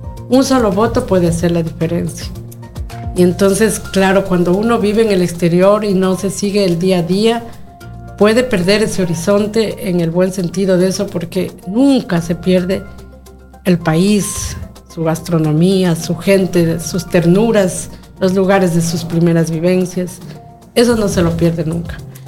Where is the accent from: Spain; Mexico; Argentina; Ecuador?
Ecuador; este es un tema de compromiso de nosotros como ecuatorianos.